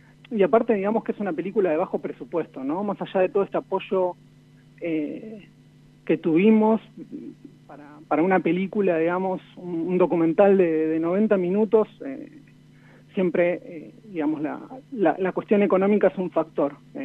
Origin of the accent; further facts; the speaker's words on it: Santa Rosa, La Pampa, Argentina; born there; Yo nací en Santa Rosa, La Pampa.